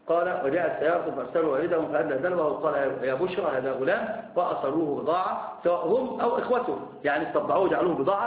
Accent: Egypt; أنا عندنا في مصر يقولون في المثل اللي ما يعرفك يشوي جاك

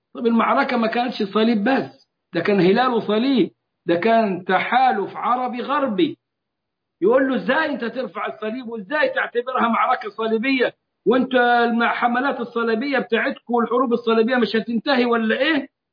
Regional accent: Egypt; وتحالفنا احنا كمصريين معهم، وكنا في المقدمة واغلب الضحايا كانوا من المصريين

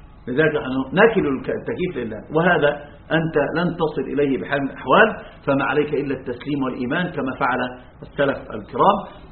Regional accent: Egypt; أما المماثلة الجميع عندنا في مصر،

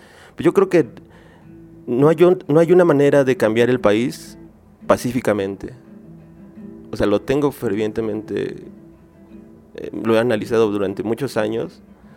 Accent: State of Mexico, Mexico; yo soy de Nesa, ¿no? O sea, yo ahí nací, ahí crecí, ahí me hice, ahí aprendí a tocar la guitarra

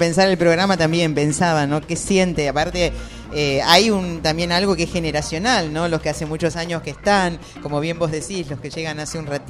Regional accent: Argentina; No soy uruguaya, soy argentina

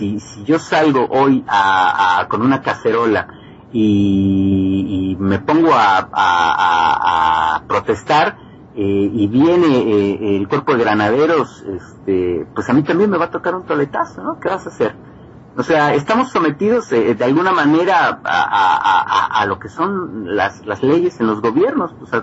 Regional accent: Mexico; moved away as an adult; yo como mexicano en el extranjero, no sé, no quiero armar polémica, pero yo siento la misma libertad que sentía yo en México.

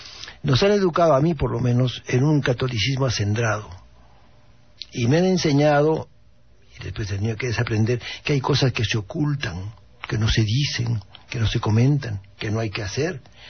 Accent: Peru; also born or lived in Spain; tengo la doble nacionalidad, pero te debo decirte que tengo conflictos. Soy peruano y español.

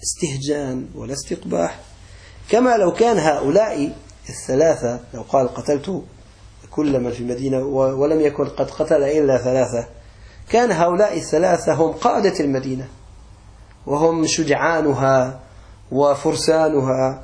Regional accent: Aleppo, Aleppo Governorate, Syria; accent: Aleppine; بعض الأولاد عندنا على لهجتنا الحلبية

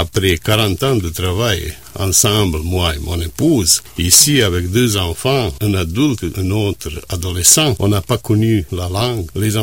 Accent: Travnik, Federation of Bosnia and Herzegovina, Bosnia & Herzegovina; French is a second language; Ma ville natale, la ville où on a habité, c'est Travnik. C'est 80 km au nord-ouest de Sarajevo.

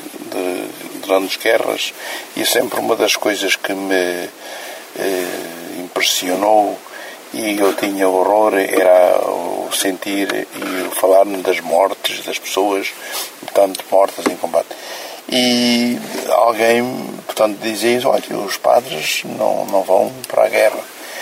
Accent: Aveiro, Portugal; E procurou-se que fosse admitido em Aveiro, de onde eu sou natural.

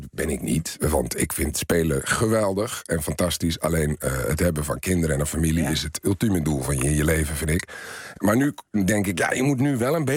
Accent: Italy; Ik ben opgegroeid in Italië.

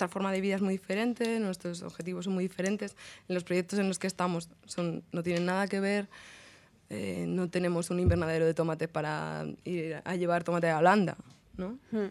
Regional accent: Guadalajara, Castilla-La Mancha, Spain; soy de Guadalajara, pero soy de la ciudad. Y no, en mi familia no hay nada de tradición de agricultura ni de campo, de hecho. Y bueno, yo estudiaba una ingeniería en Madrid también.

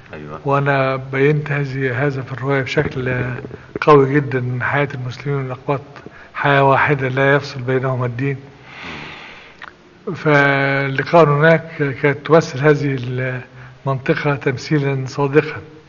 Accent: Ghazala, Sharqia Governorate, Egypt; هذا الموضع هو غزالة.

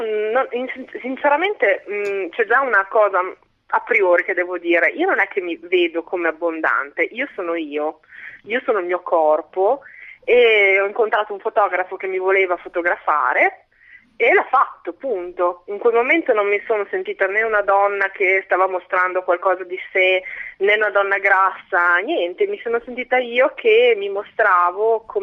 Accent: Emilia-Romagna, Italy; io sono della Bassa Emiliana.

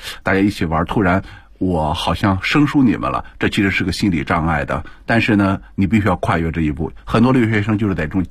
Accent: China; 他呢看到了我说你是哪里人，我说我是中国人

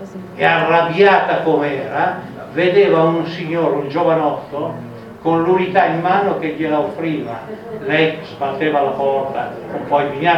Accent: Emilia-Romagna, Italy; Io vengo dall'Emilia Romagna, notoriamente molto rossa

